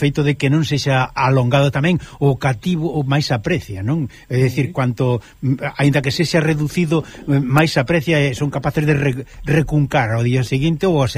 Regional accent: Covelas, Galicia, Spain; lembro a miña aldea onde eu, pasei uns anos de cativiño, resulta que chamábase Covelas, se lia ao ladiño de Celanova.

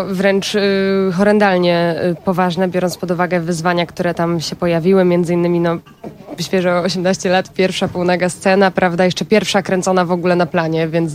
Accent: Warsaw, Masovian Voivodeship, Poland; Jeszcze w związku z tym, że ja jestem z Warszawy

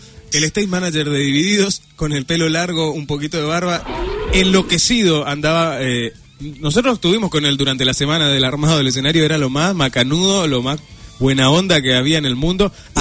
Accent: Corrientes, Argentina; yo llegué como acostumbrado a la seriedad de cómo somos los correntinos

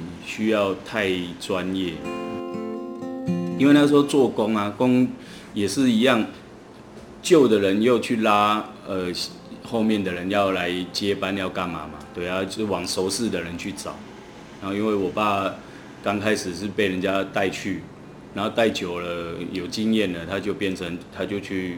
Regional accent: Yonghe, New Taipei, Taiwan; born there; 因为我在台北出生，新北市，那时候台北县永和。

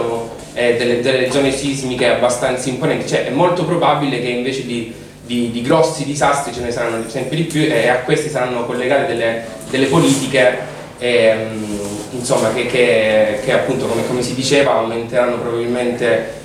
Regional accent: Taranto, Apulia, Italy; da Tarantino

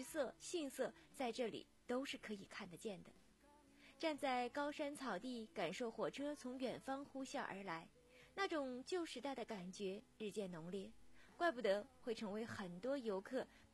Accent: Mudanjiang, Heilongjiang, China; 常听我节目的朋友都知道，我的故乡在东北，但我要告诉你，其实横道盒子也应该算是我的故乡了吧，因为我的家乡正是牡丹江

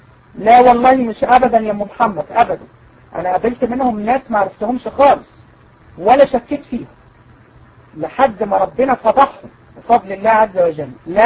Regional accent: Egypt; اللي منتشرة عندنا في مصر والعياذ بالله

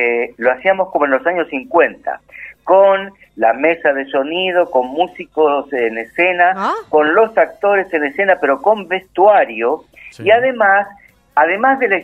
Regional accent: Luján, Buenos Aires Province, Argentina; En Luján. Yo hace unos cuantos años, que es mi pueblo, mi pueblo, Luján, Carlos Ken, mi Macondo

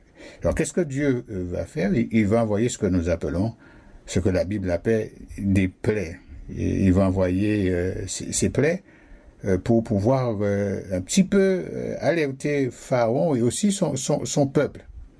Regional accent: Guadeloupe; Vous le savez bien, chez nous, en Guadeloupe, lorsque il n'y a pas d'eau

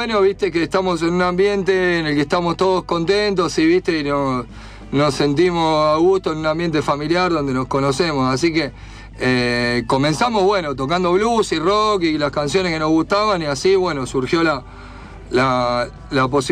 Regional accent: La Plata, Buenos Aires Province, Argentina; nosotros venimos de La Plata

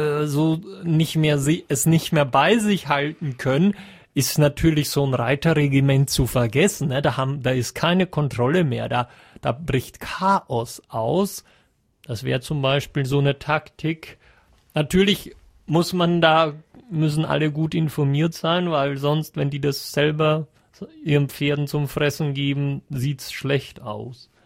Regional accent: Germany; now in Austria; ich als Deutscher hier in Österreich relativ oft mit sowas konfrontiert werde.

